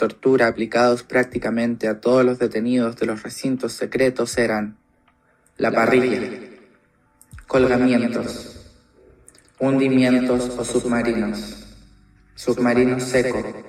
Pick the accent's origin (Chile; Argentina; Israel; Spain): Chile; Como chilena que ha vivido el sistema educacional de este país